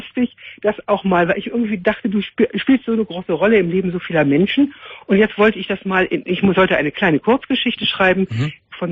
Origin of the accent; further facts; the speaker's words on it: Netherlands; German is a second language; moved away as an adult; also born or lived in Amsterdam; Ich meine, ich bin aus Holland.